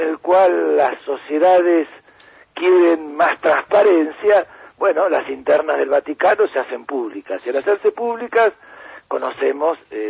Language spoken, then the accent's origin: Spanish; Buenos Aires, Argentina; Vecino mío, porque yo soy de Villa Urquiza.